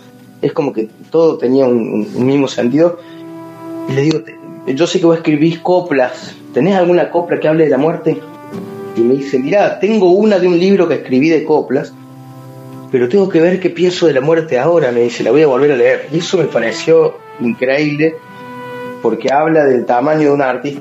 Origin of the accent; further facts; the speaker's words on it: Córdoba, Argentina; moved away as an adult; soy muy cordobés, creo, me autocatalogo como muy cordobés. Nunca pensé que me iba a ir de Córdoba, al menos a salir a dar esta vuelta, y bueno, ya van a ser 3 años.